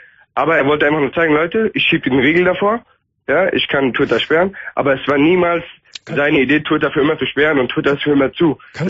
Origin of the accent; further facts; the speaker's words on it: Turkey; ich bin Türke. Ja. Also mit kurdischen Wurzeln.